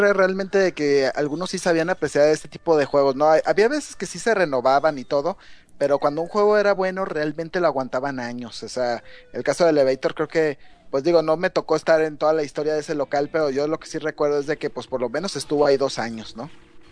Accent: Guadalajara, Jalisco, Mexico; yo como yo viví en, yo mi infancia la viví en Guadalajara

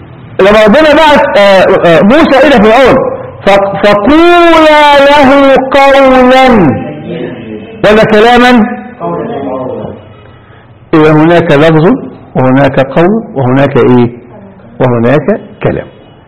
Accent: Egypt; إحنا هنا نستعملها كمصريين، ولك يا بني آدم يعني إيه؟

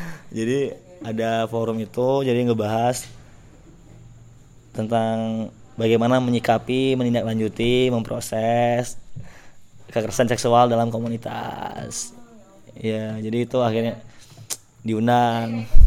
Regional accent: Palembang, South Sumatra, Indonesia; saya dari Palembang.

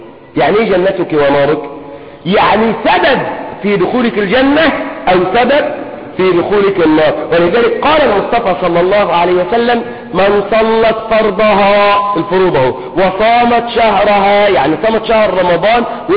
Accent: Egypt; خصوصا في عرفنا نحن كمصريين أن تخدمه.

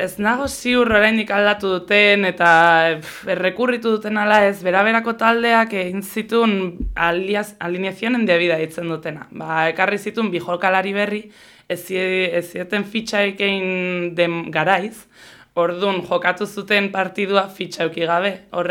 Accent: Hondarribia, Basque Country, Spain; ni Hondarribikoa naiz

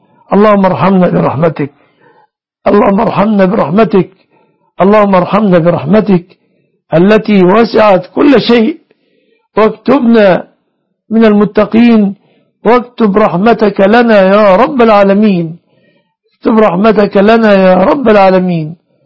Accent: Egypt; اللهم احفظ بلادنا مصر وسائر بلاد المسلمين

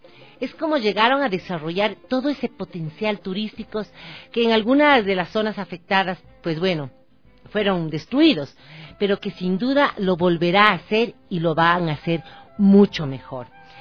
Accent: Ecuador; nuestra obligación ahora como ecuatorianos es ir desarrollando, trabajando, todos los ecuatorianos

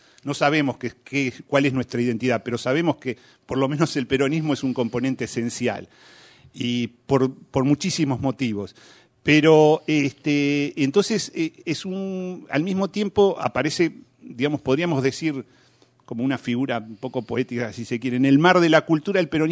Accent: Argentina; Argentina parece que no calificar como país latinoamericano desde el punto de vista de la cultura, sí. ¿No? Nosotros parece que somos casi europeos

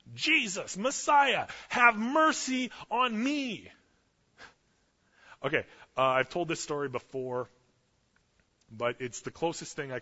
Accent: Canada; I'm Canadian.

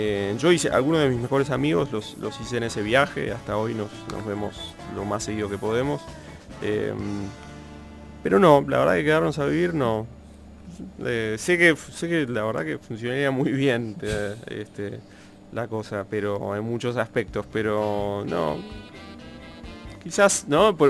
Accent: Buenos Aires, Argentina; te hace sentir muy en casa siendo un porteño así urbano, céntrico y qué sé yo.

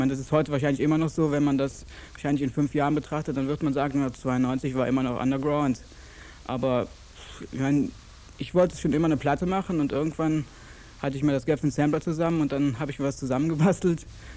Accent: Germany; ich komme aus Deutschland. Es ist nicht meine Schuld, dass ich aus Deutschland komme, aber deswegen kann mir keiner verbieten, Hip-Hop zu machen oder Rap-Musik.

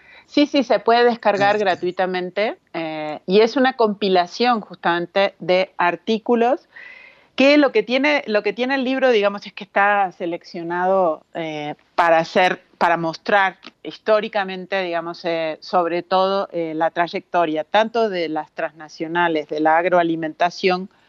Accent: Uruguay; now in Mexico; yo como uruguaya, ya desde que llegué a México me di cuenta

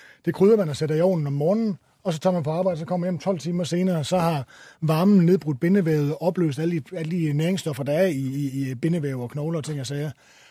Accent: Jutland, Denmark; fordi jeg kommer fra Jylland, jeg kan ikke lide at smide noget ud

